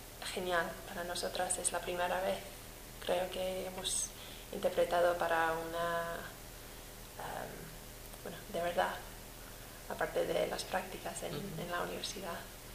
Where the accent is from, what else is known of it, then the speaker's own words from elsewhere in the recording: Romania; Spanish is a second language; Yo vengo de Rumanía. Yo estudié traducción e interpretación en Rumanía también.